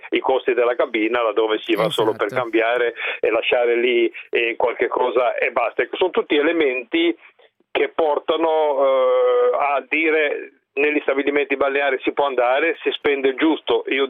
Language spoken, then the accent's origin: Italian; Liguria, Italy; Mi fa piacere che anche da così lontano rispetto a me, che sono ligure, si conferma che le tariffe sono identiche